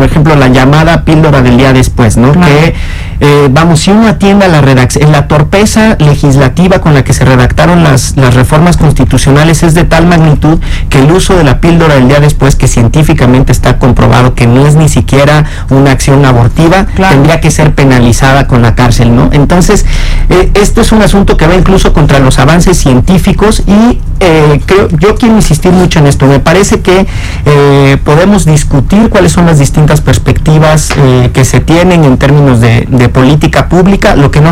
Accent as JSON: {"language": "Spanish", "region": "Veracruz", "country": "Mexico", "said": "yo soy veracruzano"}